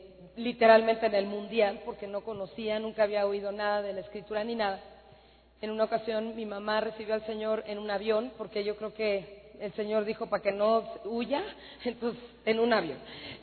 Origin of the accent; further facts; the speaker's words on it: Mexico; now in United States; Yo soy de México, nací aquí, aquí viví, pero hace 14 años nos fuimos a vivir a Estados Unidos.